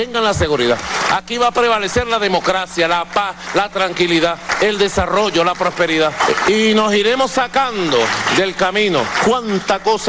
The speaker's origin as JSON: {"language": "Spanish", "country": "Venezuela", "said": "lo bueno que somos los venezolanos"}